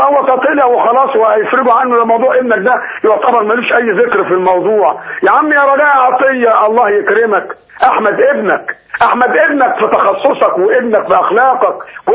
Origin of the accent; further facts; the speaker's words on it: Cairo, Cairo Governorate, Egypt; بقول لك انا من القاهره